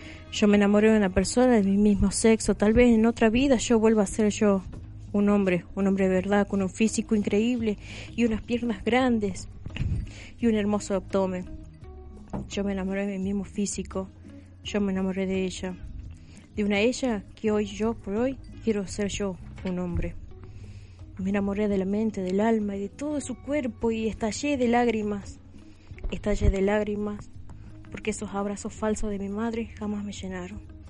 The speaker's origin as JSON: {"language": "Spanish", "region": "Salta", "country": "Argentina", "lives_now": "La Rioja, Argentina", "said": "Soy un militante de la ciudad de La Rioja. No soy de aquí, soy de Salta."}